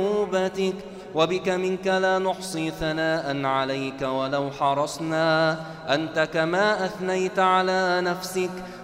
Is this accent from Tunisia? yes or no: no; Egypt; عن بلدنا مصر خاصة